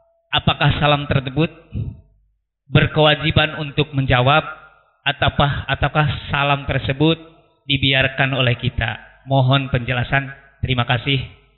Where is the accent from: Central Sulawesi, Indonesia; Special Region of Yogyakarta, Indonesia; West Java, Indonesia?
West Java, Indonesia; Bogor; Kami dari Bogor.